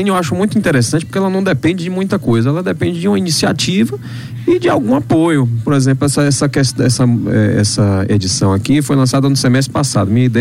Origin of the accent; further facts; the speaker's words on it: Brazil; Eu sou brasileiro.